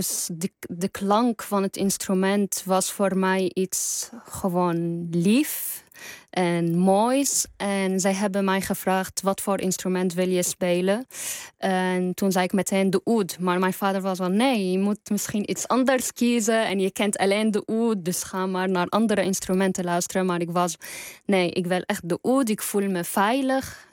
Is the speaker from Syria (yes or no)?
yes; Damascus, Damascus Governorate, Syria; Dutch is a second language; now in Netherlands; En dat ik weet dat ik misschien nooit in mijn hele leven terug kan gaan naar Syrië, waar ik ben opgegroeid.